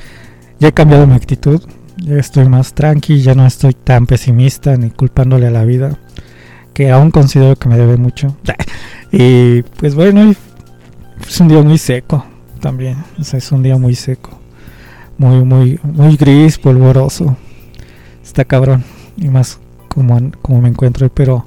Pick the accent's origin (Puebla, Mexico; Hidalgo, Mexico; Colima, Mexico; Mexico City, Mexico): Mexico City, Mexico; vamos a seguir siendo chilangos hasta morir